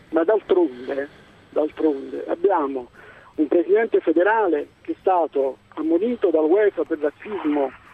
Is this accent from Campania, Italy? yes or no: yes; Naples, Campania, Italy; da cittadino italiano, nato e cresciuto a Napoli e per lavoro a Bari